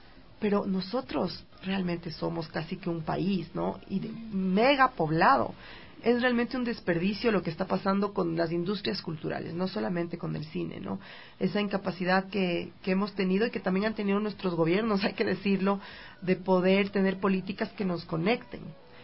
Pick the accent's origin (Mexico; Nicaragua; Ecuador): Ecuador; siendo una directora ecuatoriana, mujer de más de 40 años